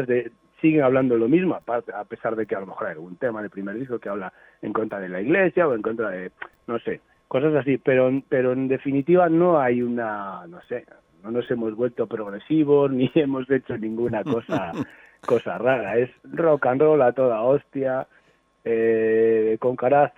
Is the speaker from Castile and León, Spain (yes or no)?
yes; Ponferrada, Castile and León, Spain; Nosotros somos de Ponferrada, sí, de la provincia de León, pero estamos como a una hora de la provincia de Lugo